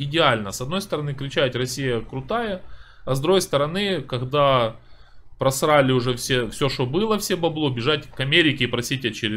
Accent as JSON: {"language": "Russian", "town": "Poltava", "region": "Poltava Oblast", "country": "Ukraine", "said": "Город Полтава. Украина, если вы не в курсе."}